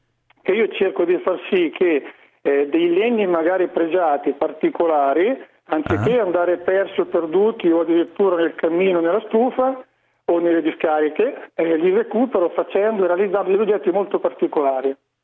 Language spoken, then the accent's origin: Italian; Marche, Italy; io sono marchigiano, vado da Riccione fino a San Benedetto